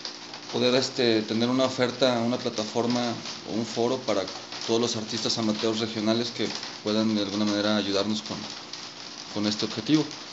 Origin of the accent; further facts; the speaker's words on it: León, Guanajuato, Mexico; also born or lived in Mexico City; now in La Piedad, Mexico; Soy oriundo del Distrito Federal. Me crié en León, Guanajuato, y tengo ya viviendo en La Piedad aproximadamente 4 años.